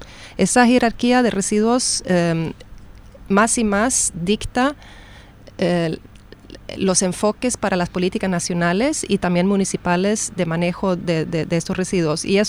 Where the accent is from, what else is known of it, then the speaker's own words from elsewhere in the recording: Sweden; Spanish is a second language; en Suecia, que yo vengo de Suecia